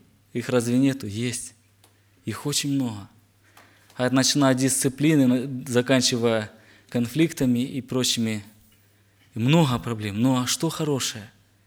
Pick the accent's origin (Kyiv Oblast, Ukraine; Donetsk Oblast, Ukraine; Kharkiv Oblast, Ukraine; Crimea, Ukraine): Kharkiv Oblast, Ukraine; Zmiiv; я с Украины, город Змеёв, Харьковской области.